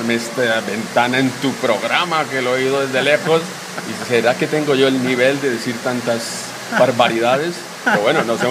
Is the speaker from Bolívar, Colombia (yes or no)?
no; Bogotá, Colombia; y soy colombiano, de Bogotá.